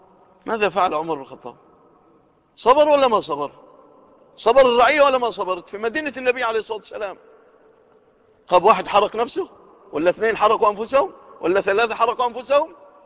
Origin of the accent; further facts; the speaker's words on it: Egypt; لو وقعت في بلادنا مصر لكانت الفتن والقلاقل والفوضى والخوف